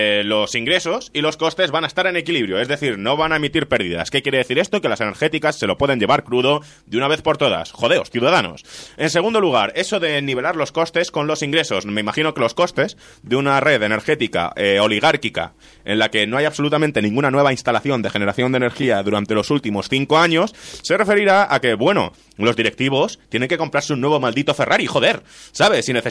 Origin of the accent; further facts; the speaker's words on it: Italy; Spanish is a second language; Yo puedo hacerlo porque soy italiano.